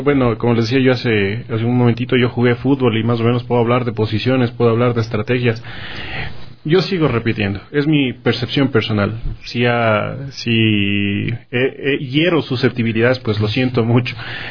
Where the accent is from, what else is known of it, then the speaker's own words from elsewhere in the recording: Ecuador; nosotros como ecuatorianos, las autoridades de aquí